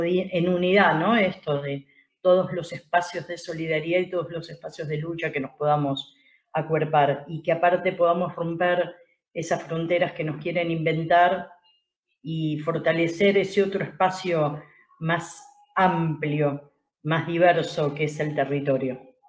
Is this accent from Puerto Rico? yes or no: no; Argentina; soy de Argentina